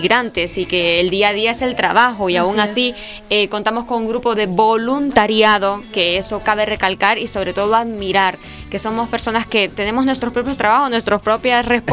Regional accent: Honduras; now in Spain; nosotros como comunidad hondureña en España

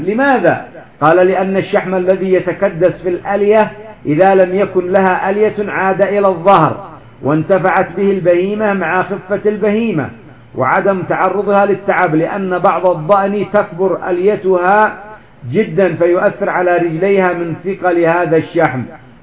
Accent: Yemen; هناك من الغنم ما يسمى عندنا في اليمن الجهرانية

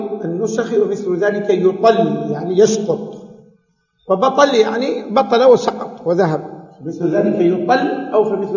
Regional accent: Saudi Arabia; عندنا في السعودية هيئة كبار العلماء قدرت الدية

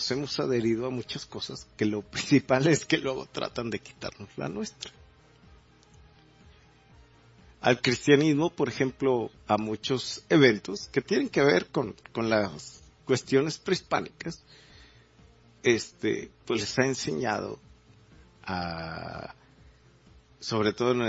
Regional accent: Mexico; Me atrevería a decir que sería interesante que hiciéramos un referendo como mexicanos

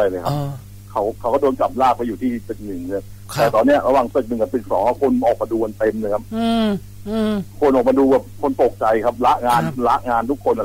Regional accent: Sing Buri, Thailand; ผมก็เป็นคนสิงห์บุรีครับ

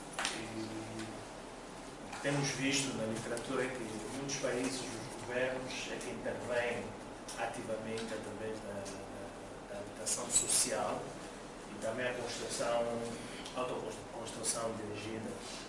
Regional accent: Mozambique; Até já estão a invadir o mercado na África Austral, em Moçambique, de onde eu venho.

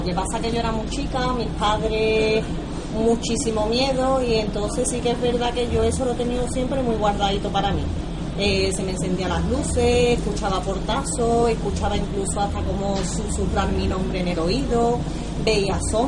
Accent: Seville, Andalusia, Spain; soy de Sevilla.

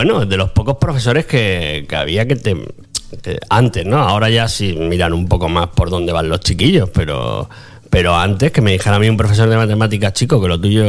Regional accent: Extremadura, Spain; porque yo soy de Badajoz, de un pueblo de Badajoz.

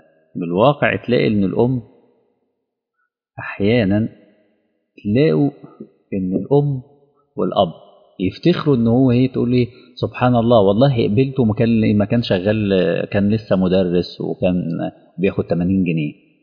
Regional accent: Egypt; يعني عندنا في مصر بنسميه جلابية

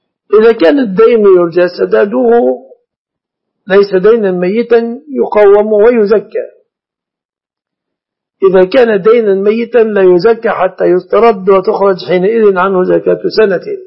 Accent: Egypt; فالناس الآن لا يأكلون الشعير في بلادنا مصر

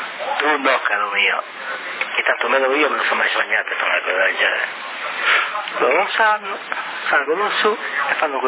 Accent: Brazil; Italian is a second language; Come hai visto io brasiliano è molto molto difficile se stiamo con un sardo

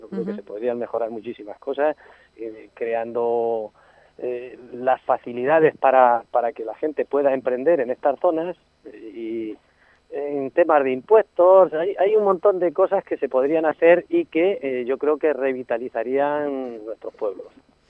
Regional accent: Anchuras, Castilla-La Mancha, Spain; Hombre, yo creo que mi pueblo lo más bonito que tiene son, sin duda, y lo mejor son sus gentes

